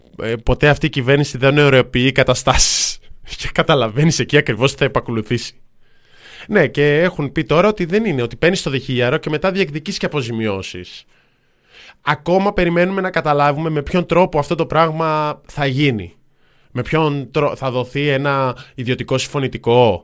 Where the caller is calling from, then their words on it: Athens, Attica, Greece; από Πατήσια